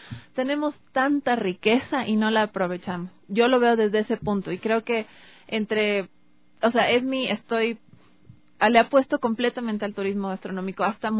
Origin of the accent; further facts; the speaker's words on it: Ecuador; primero de sentirnos nosotros como ecuatorianos completamente orgullosos de nuestra gastronomía.